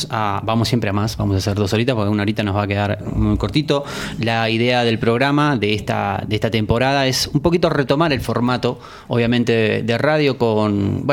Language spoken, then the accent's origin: Spanish; Buenos Aires, Argentina; Claro, que somos porteños.